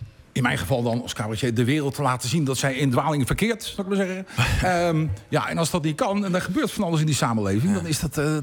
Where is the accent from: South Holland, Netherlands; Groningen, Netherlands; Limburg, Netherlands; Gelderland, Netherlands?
South Holland, Netherlands; The Hague; En dat is voor mij als Hagenees natuurlijk helemaal verschrikkelijk.